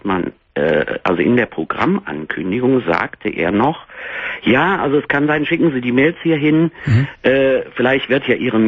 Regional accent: Cologne, North Rhine-Westphalia, Germany; now in Berlin, Germany; Nee, ich wohne in Berlin. Ich bin aus Köln, aber bin vor 12 Jahren hier nach Berlin gezogen.

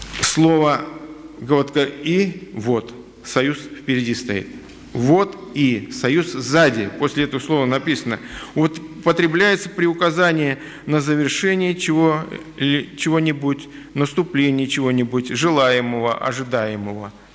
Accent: Baku, Azerbaijan; когда я жил в детстве на Кавказе, в Азербайджане, в Баку

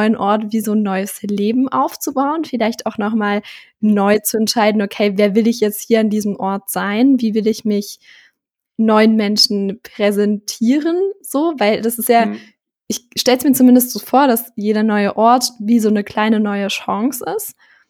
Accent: Thuringia, Germany; ich komme ja vom Dorf, aus Thüringen. Und da wohne ich jetzt immer noch, auch noch nach dem Abi.

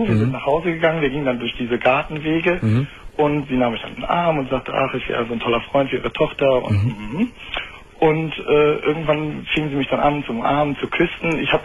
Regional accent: Düsseldorf, North Rhine-Westphalia, Germany; ich komme aus Düsseldorf und das ist ja eigentlich eine ziemliche Karnevalshochburg.

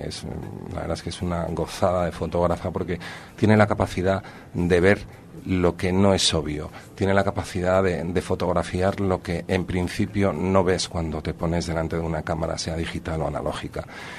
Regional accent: Madrid, Community of Madrid, Spain; moved away as an adult; now in San Sebastián, Spain; esté en Donosti desde los 18 años, que fue cuando abandoné entre comillas la presencia día a día en mi ciudad natal.

